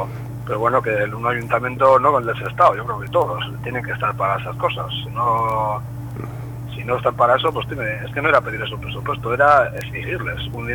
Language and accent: Spanish; Santurce, Basque Country, Spain; No, somos de Santurce.